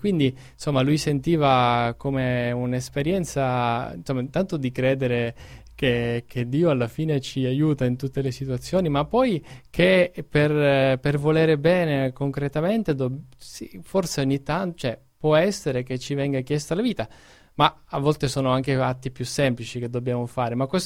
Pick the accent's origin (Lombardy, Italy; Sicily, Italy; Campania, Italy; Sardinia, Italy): Sicily, Italy; anche essendo siciliano … mi ha sempre colpito